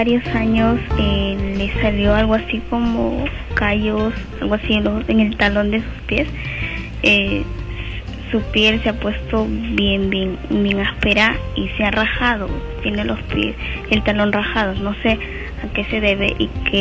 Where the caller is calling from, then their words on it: Ñaña, Lima, Peru; estoy llamando de Ñaña.